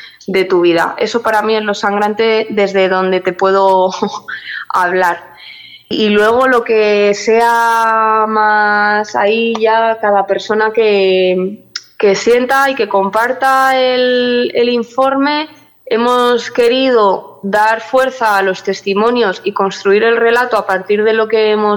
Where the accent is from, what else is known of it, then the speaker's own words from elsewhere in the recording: La Rioja, Spain; Yo, por ejemplo, soy riojana